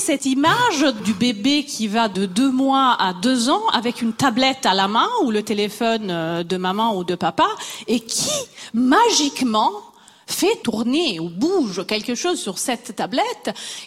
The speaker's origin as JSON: {"language": "French", "country": "Italy", "said": "Je suis italienne, je bouge déjà beaucoup les mains."}